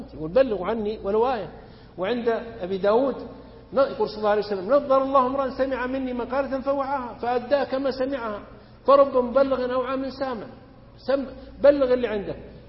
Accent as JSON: {"language": "Arabic", "country": "Saudi Arabia", "said": "إذا لم نحافظ معنا مثلا عندنا في السعودية نحافظ على نعمة الأمن"}